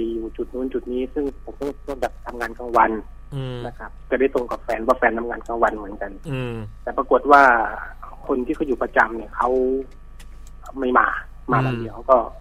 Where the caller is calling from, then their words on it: Bangkok, Thailand; ผมอยู่แถวลาดตำลิครับแถวสนามม้านางเลิ้งครับ